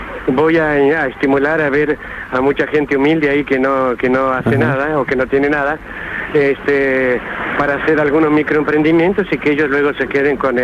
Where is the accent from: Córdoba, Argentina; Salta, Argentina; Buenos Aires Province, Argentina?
Córdoba, Argentina; Benjamín Gould; me voy luego a mi pueblo, allá a Benjamín Gull